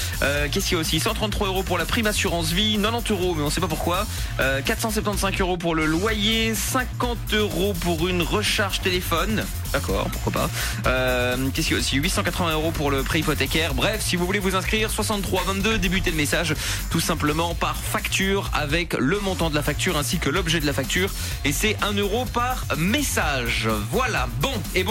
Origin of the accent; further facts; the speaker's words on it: Portugal; Non, il y a que moi qui peux faire ça parce que je suis portugais.